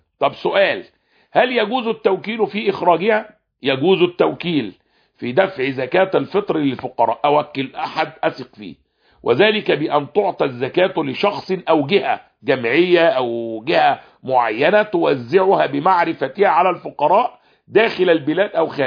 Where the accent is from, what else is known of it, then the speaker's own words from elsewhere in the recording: Egypt; ويا عم ما فيش حد عندنا في مصر بياكل اقط